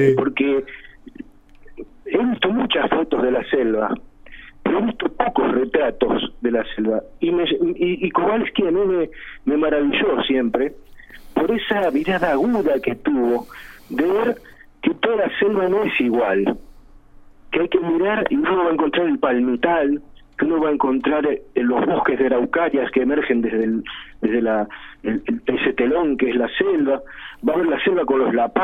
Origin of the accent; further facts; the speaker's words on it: Argentina; hoy somos argentinos con un cóctel de genes y también de historias.